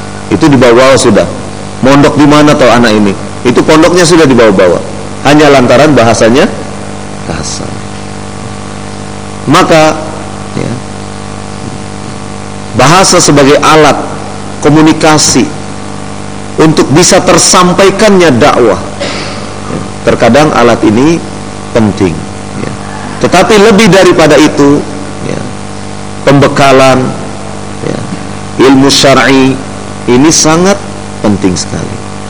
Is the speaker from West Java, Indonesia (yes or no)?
yes; Cirebon, West Java, Indonesia; Walaupun dari Solo, tapi aslinya saya dari Cirebon.